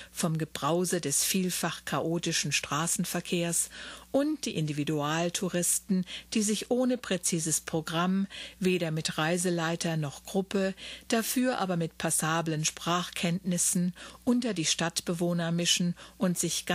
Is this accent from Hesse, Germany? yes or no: yes; Wiesbaden, Hesse, Germany; born there; Wiesbaden ist mein Geburtsort und dort sind meine Eltern nach vielen Jahren Ausland auch wieder hingezogen.